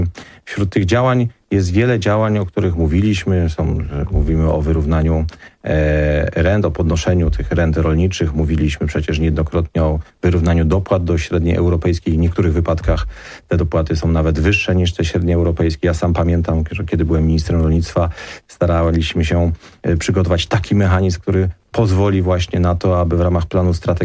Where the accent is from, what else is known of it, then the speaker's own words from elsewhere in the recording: Silesian Voivodeship, Poland; ja też pochodzę z województwa śląskiego